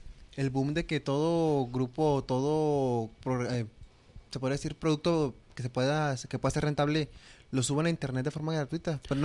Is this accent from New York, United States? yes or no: no; Miami, Florida, United States; born there; cubano, yo nací en Miami.